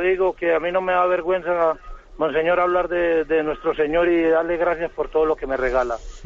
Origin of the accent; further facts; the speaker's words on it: Colombia; now in Spain; yo soy colombiano y llevo 10 años en España.